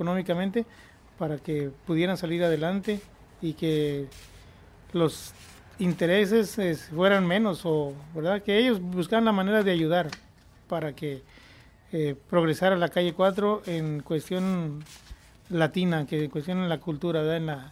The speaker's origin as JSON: {"language": "Spanish", "region": "Jalisco", "country": "Mexico", "moved": "yes", "lives_now": "United States", "said": "soy de México, del estado de Jalisco. Aquí en Estados Unidos tengo desde como del 85 para acá."}